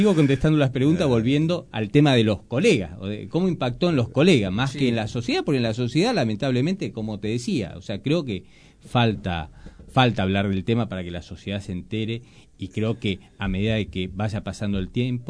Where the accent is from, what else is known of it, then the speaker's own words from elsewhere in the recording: Moreno, Buenos Aires Province, Argentina; yo soy de Moreno, litigo en Moreno, me conozco con los colegas de Moreno